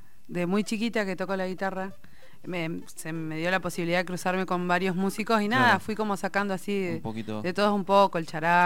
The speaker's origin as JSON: {"language": "Spanish", "town": "Comodoro Rivadavia", "region": "Chubut", "country": "Argentina", "lives_now": "La Plata, Argentina", "said": "Bueno, yo soy de Comodoro Rivadavia, provincia del Chubut."}